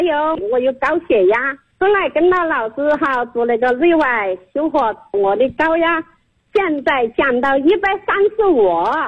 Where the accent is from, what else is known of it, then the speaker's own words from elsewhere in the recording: Lu'an, Anhui, China; 我是来自安徽六安的老师。